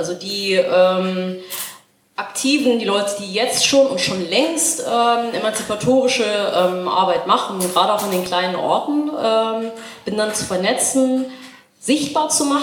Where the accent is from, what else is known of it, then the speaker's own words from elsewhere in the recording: Baden-Württemberg, Germany; now in Cottbus, Germany; Ich bin eigentlich nicht aus Cottbus, ich bin eigentlich Schwäbin, ich bin auch westsozialisiert und lebe noch nicht so lange in Cottbus, ich glaube seit September 2017.